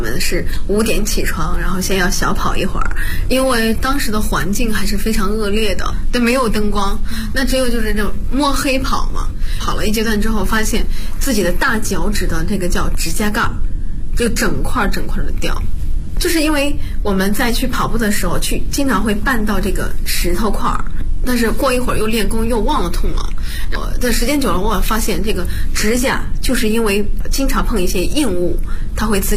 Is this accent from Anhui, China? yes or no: yes; Bozhou, Anhui, China; 我是华佗五禽戏第59代传承人，我来自安徽亳州。